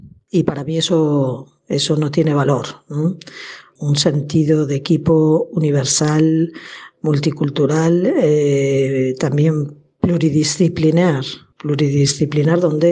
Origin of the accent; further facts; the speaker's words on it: Santander, Cantabria, Spain; born there; nací en Santander hace 46 años y allí estudié medicina en la Universidad de Cantabria. Justo 4 meses después de acabar medicina entré en la Congregación de Esclavas del Sagrado Corazón a la que pertenezco